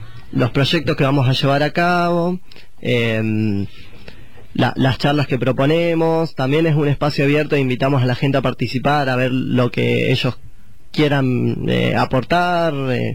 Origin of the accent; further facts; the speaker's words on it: Neuquén, Argentina; moved away; Yo igual soy de Neuquén capital, que es el desierto. Pone que tenemos un río ahí, viste, y eso es lo más pintoresco que podemos tener.